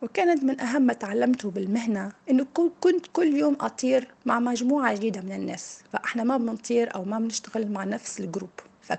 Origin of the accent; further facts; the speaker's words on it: Tunisia; moved away as an adult; now in United Arab Emirates; من تونس، عمري 37 سنة، أشتغل مضيفة طيران ومقيمة بالإمارات، عندي 10 سنوات، متزوجة وعندي ابن عمره 2.5 سنين.